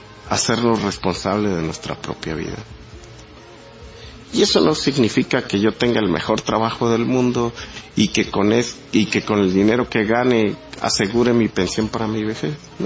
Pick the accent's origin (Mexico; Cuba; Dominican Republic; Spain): Mexico; Como mexicano, quiero a mi patria. Y como judío, sé lo que es poder tener una patria.